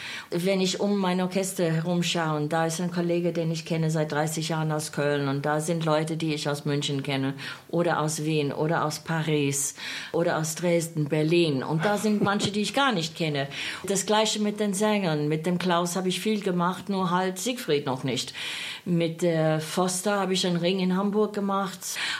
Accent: Australia; German is a second language; ich als Australierin von der anderen Seite der Welt, wo meine erste Wagner-Begegnungen waren von Schallplatten und Rundfunkübertragungen

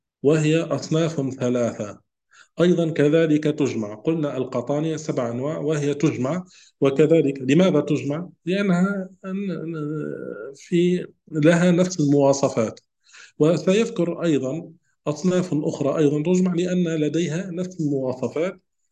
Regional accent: Tunisia; يعني عندنا في تونس نقول هو الجلجلان.

